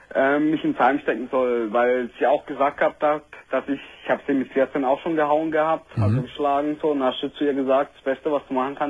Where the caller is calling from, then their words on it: Pforzheim, Baden-Württemberg, Germany; Hallo, ich komme hier aus Pforzheim, jawohl.